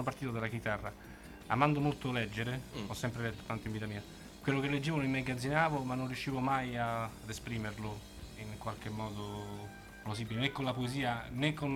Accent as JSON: {"language": "Italian", "town": "Rome", "region": "Lazio", "country": "Italy", "said": "essendo romano"}